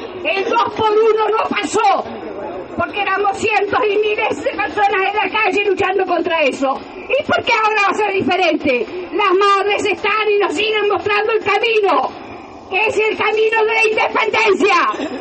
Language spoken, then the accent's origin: Spanish; La Plata, Buenos Aires Province, Argentina; en mi ciudad natal, la ciudad de La Plata, fueron 100 compañeros asesinados.